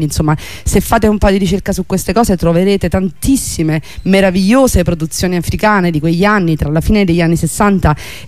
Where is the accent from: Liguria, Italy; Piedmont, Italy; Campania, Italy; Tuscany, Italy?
Campania, Italy; Morta a Castel Volturno, come sappiamo, insomma, vicino da dove vengo io